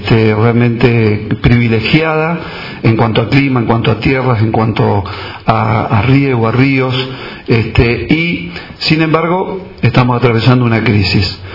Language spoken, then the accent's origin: Spanish; Argentina; como argentinos todos estamos padeciendo en cuanto a la falta de empleo